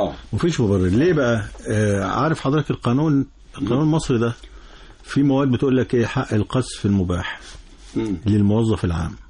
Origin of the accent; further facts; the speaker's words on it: Egypt; وكل يعني اللي نقدر كمصريين نقدمه للمحافظات الثلاثه